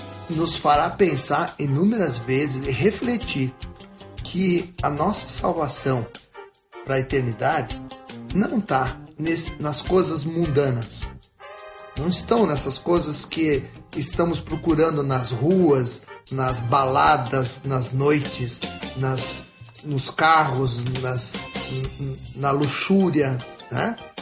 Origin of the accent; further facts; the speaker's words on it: Rio Grande do Sul, Brazil; Gaúcho que estou aqui de passagem nesse mundo